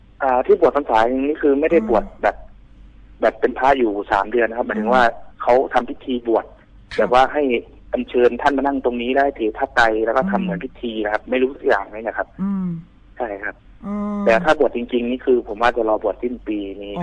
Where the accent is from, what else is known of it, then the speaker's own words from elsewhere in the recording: Narathiwat, Thailand; ตอนอยู่นราธิวาสผมเกิดที่นราธิวาสครับ